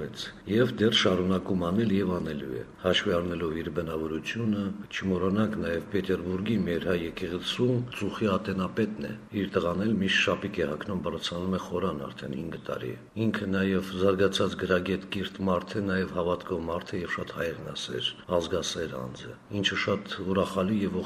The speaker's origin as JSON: {"language": "Armenian", "region": "Nagorno-Karabakh", "country": "Azerbaijan", "said": "Որպես արցախցի պարտավոր ենք դիմել։"}